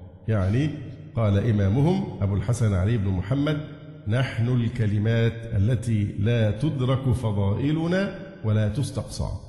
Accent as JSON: {"language": "Arabic", "country": "Egypt", "said": "فما يحصل عندنا في مصر من عبادة الأضرحة طواف حولها"}